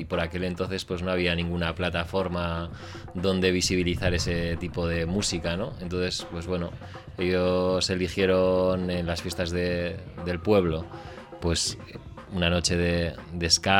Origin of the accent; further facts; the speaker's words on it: Bilbao, Basque Country, Spain; Nosotros somos de Bilbao